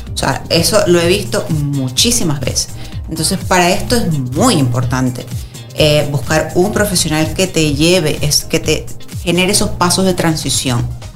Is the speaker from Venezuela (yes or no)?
yes; Venezuela; moved away; 2 mesecitos que estaré por allá con 2 retos. Y de verdad también, visitar mi tierra me hace...